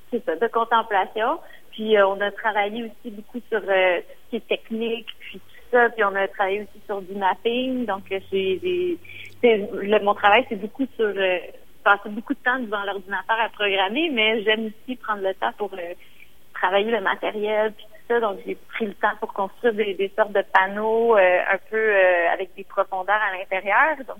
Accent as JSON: {"language": "French", "town": "Montreal", "region": "Quebec", "country": "Canada", "said": "Puis moi, je viens de Montréal. Puis, ironiquement, on est une île, mais on n'a pas l'impression qu'il y a de l'eau autour de nous."}